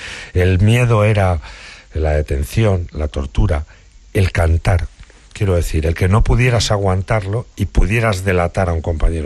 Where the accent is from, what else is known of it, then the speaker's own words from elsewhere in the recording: Guadalajara, Castilla-La Mancha, Spain; Yo soy de Guadalajara. El libro tiene, por tanto, muchas connotaciones de mi juventud allí.